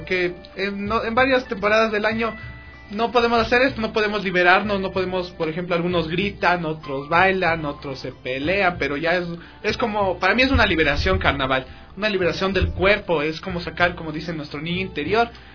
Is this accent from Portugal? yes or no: no; Guápulo, Pichincha, Ecuador; Cuando era niño, en Guápulo, nosotros tenemos una terraza en mi casa.